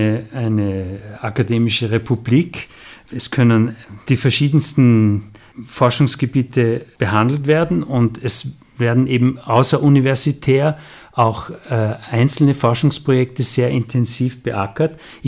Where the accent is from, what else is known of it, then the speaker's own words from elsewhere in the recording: Salzburg, Austria; Ich bin in Salzburg zur Schule gegangen. Die Schule lag gegenüber vom großen Festspielhaus.